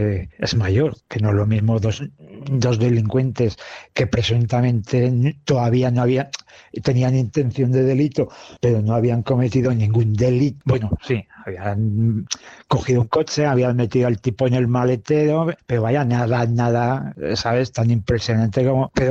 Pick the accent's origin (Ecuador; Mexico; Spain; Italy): Spain; Matalibredas, Castile and León; mi pueblo Matalibredas está a 113 kilómetros de Zaragoza y a 40 de Soria.